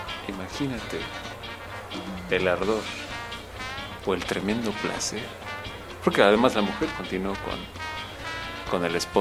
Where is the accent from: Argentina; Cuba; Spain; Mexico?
Mexico; Tetela de Ocampo, Puebla; Yo soy originario de la Sierra Norte, allá por Tetela de Ocampo, un pueblo llamado Ixtolco. Un saludo a esa tierra.